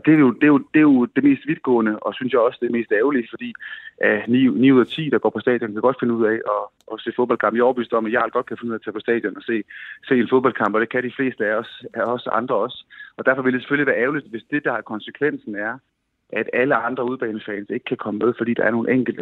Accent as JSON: {"language": "Danish", "town": "Svendborg", "region": "Region of Southern Denmark", "country": "Denmark", "said": "Jeg er fra Svendborg."}